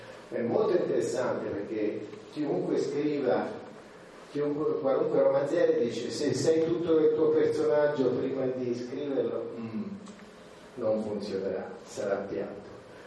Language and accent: Italian; Lucca, Tuscany, Italy; born there; io sono nato a Lucca